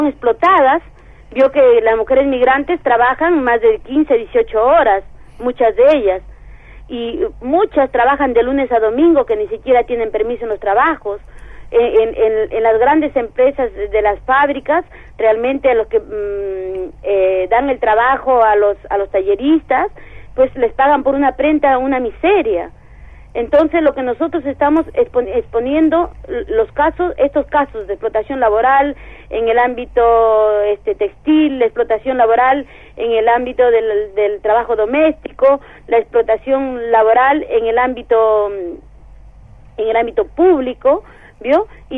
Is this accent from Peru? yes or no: yes; Peru; yo soy peruana, si me pregunta por nacionalidad, sí. Pero a partir de la lucha en que estamos llevando ahora a nosotros, yo ya no me identifico como peruana en el ámbito migratorio.